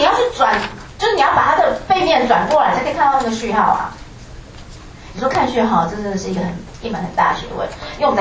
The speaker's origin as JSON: {"language": "Chinese", "country": "Taiwan", "said": "你看我们台湾人都真的"}